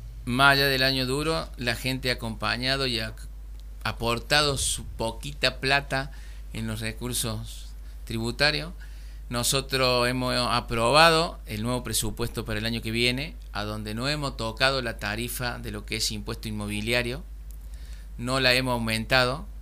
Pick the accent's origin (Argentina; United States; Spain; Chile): Argentina; Saldán, Córdoba; No, porque no va con nuestra enseñanza, con nuestra crianza. Nosotros Somos de Saldán, somos humildes, pero también somos hone